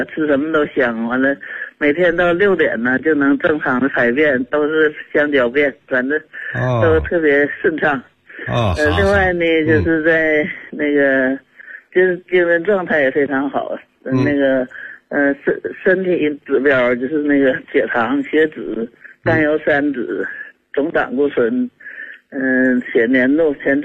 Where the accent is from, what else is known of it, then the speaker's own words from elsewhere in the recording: Shenyang, Liaoning, China; 我是沈阳市大东区。